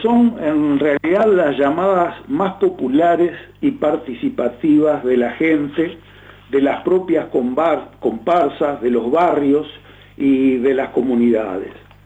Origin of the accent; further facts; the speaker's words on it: Uruguay; ¿quiénes somos, los uruguayos o las petroleras?